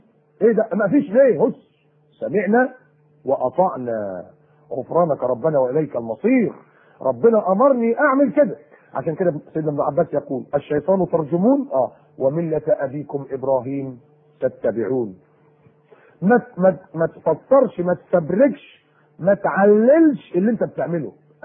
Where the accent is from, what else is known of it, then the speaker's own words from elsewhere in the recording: Egypt; بيقولوا إن إحنا فراعنة وأصلنا كمصريين فراعنة